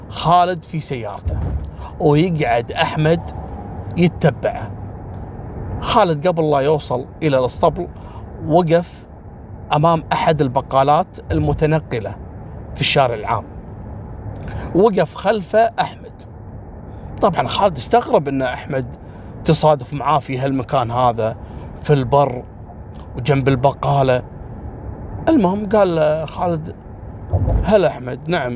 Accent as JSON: {"language": "Arabic", "country": "Kuwait", "said": "في منطقة عندنا في الكويت نسميها كبد، كبد نسميها احنا"}